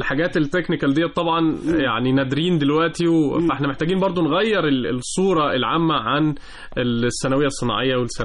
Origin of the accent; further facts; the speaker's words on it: Egypt; لانها معمولة على سكيل صغير عندنا في مصر